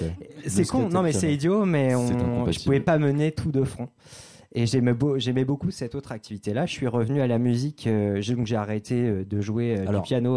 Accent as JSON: {"language": "French", "town": "Fécamp", "region": "Normandy", "country": "France", "said": "je suis de Fécamp"}